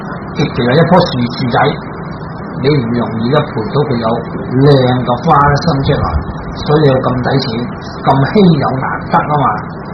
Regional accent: China; 就好似我哋中国人啦，咁啊过呢个中国年

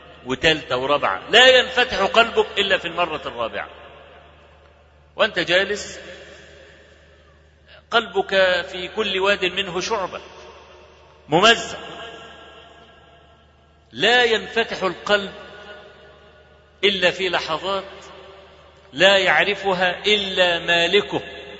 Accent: Egypt; عندنا في مصر

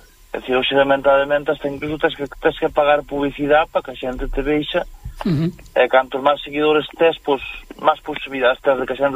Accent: Baralla, Galicia, Spain; A miña aldea, que é Maceille, que está en Baralla.

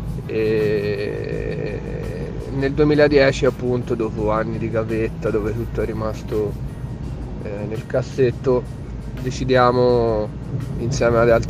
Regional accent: Florence, Tuscany, Italy; vengo da Firenze, dalla periferia nord, e niente, faccio rap da quando ho 15-16 anni.

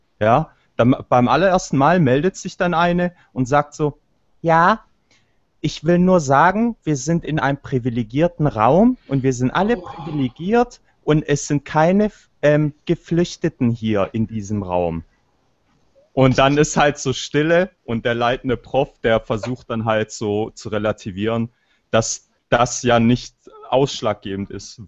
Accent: Albania; Ja, ich bin selber Albaner.

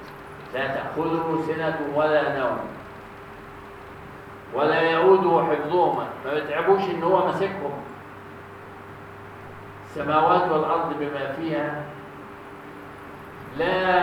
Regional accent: Egypt; النصف الاخير عندنا في مصر غير النصف الاخير في ماليزيا

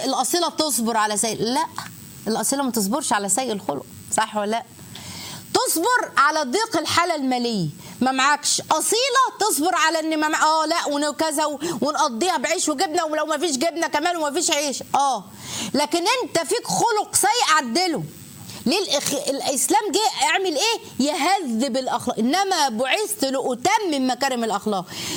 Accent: Egypt; مش عايزه اقول لكم احنا بنقول عليها ايه كمصريين

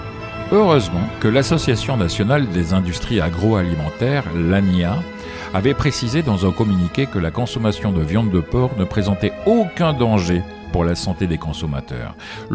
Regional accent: France; On est français, on aime notre pays et notre culture.

